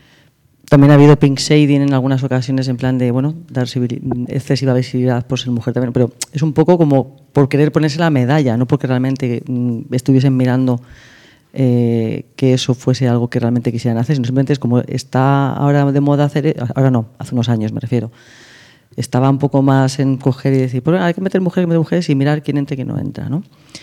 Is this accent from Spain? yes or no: yes; Torrejón de Ardoz, Community of Madrid, Spain; yo soy de Torrejón de Ardoz, y mis primeros viajes a Madrid de salida fue el Rainbow, en Huertas.